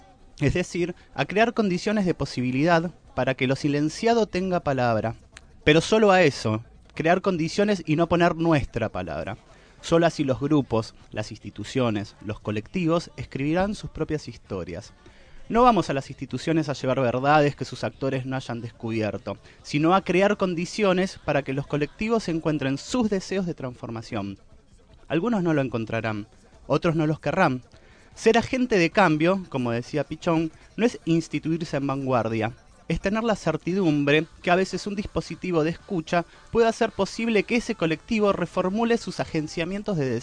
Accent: Argentina; Yo soy muy argentino.

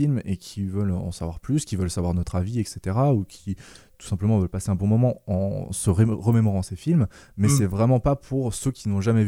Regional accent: Grand Est, France; Je viens d'Alsace, et du coup c'était des parodies alsaciennes basées

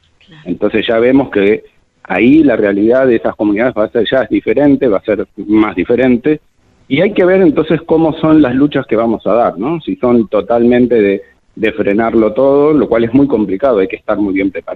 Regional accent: Argentina; nosotros como argentinas y argentinos una mejor calidad de vida

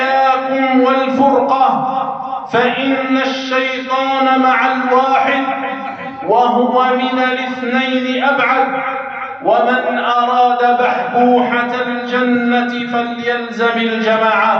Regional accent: Algeria; ها هي بلادنا الجزائر، بلادنا الجزائر ولله الحمد والمنة تعيش في أمن واستقرار

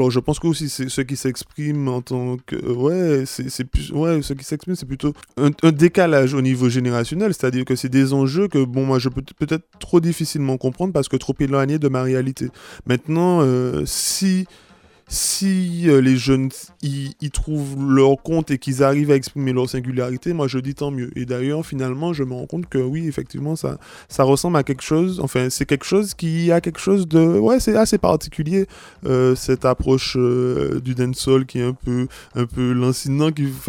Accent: Martinique, France; je ne peux pas, moi, en tant que Martiniquais, arriver sur la scène internationale

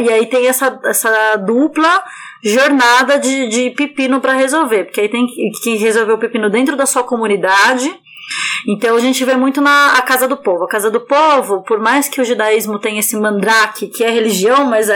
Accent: Brazil; born there; a gente nasceu no Brasil.

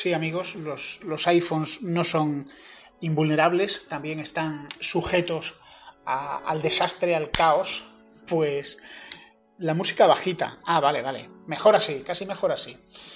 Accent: Andalusia, Spain; soy andaluz, siempre lo he dicho

